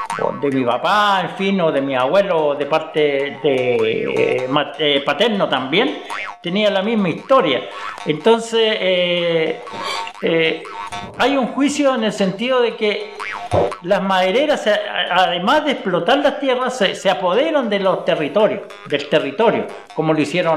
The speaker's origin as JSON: {"language": "Spanish", "town": "Lumaco", "region": "Araucanía", "country": "Chile", "tie": "born there", "said": "Yo estoy en Lumaco porque nací en Lumaco, en las tierras del abuelo por parte de mi mamá."}